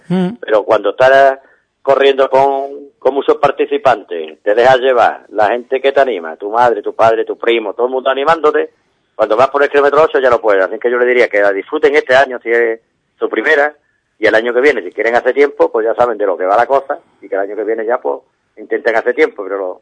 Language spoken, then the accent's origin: Spanish; Ubrique, Andalusia, Spain; el pueblo de Ubrique hay que darle un 10, porque es de las carreras que yo conozco, no es porque sea mi pueblo